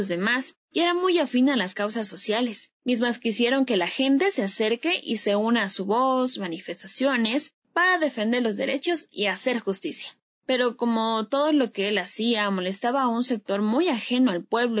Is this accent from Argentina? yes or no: no; Ecuador; Creo que tal reflexión se acerca a lo que somos los ecuatorianos.